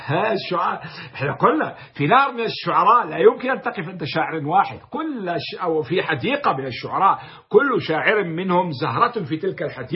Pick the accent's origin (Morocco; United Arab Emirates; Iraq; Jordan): Jordan; أنا كأردني ربما لا أفهم النبط الذي يقوله أهل الحجاز مثلا أو أهل السعودية